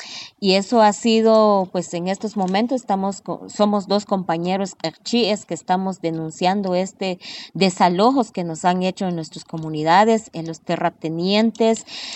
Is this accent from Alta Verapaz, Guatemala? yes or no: yes; Cahabón, Alta Verapaz, Guatemala; de mi pueblo Chicajón, Cabón, Alta Verapaz. Pues en este momento me encuentro en Europa